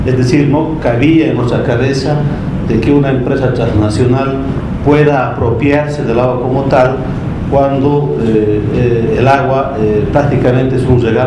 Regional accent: Cochabamba, Bolivia; Yo quiero iniciar diciendo que vengo de Cochabamba

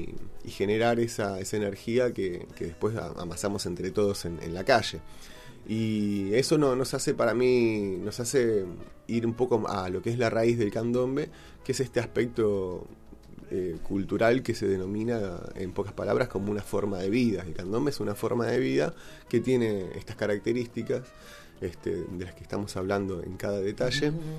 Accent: Buenos Aires, Argentina; born there; Nosotros nacimos en Buenos Aires, en mi caso en un departamento, en otras casas, en casas de familias, no en un contexto cultural de un barrio montevideano, mucho menos de una familia candombera uruguaya.

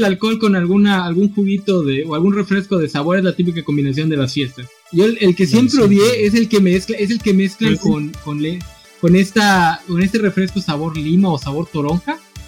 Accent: Mexico; en vez de aventármelo como buen mexicano, lo tomé de traguito.

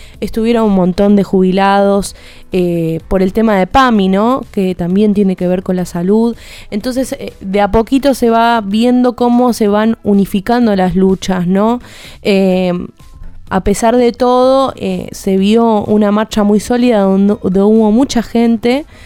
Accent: Argentina; ahí como buen argentino hay que estar para defender lo que nos pertenece

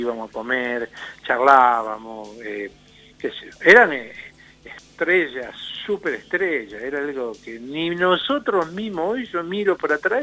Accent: Buenos Aires, Argentina; now in La Pampa, Argentina; porque como yo no soy de acá, yo soy porteño

